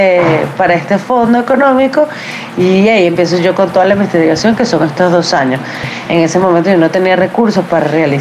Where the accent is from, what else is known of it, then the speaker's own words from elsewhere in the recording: Venezuela; now in United States; soy cineasta venezolana, ahora radicada en Estados Unidos.